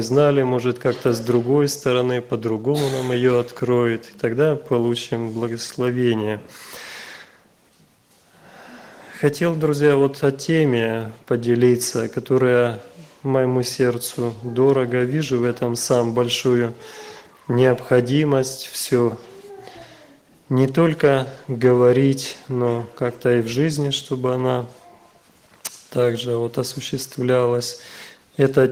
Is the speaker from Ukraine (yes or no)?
yes; Ukraine; мы с Украины, вот с братом